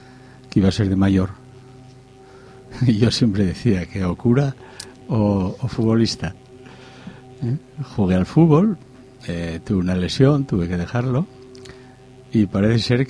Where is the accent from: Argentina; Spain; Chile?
Spain; Gijón, Asturias; Pues nosotros estábamos, somos de Gijón